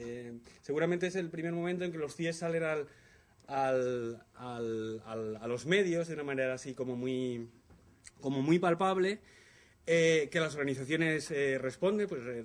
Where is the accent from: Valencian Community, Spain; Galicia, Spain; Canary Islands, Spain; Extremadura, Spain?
Valencian Community, Spain; Valencia; Recuerdo perfectamente movilizaciones en la ciudad de donde yo vengo, en Valencia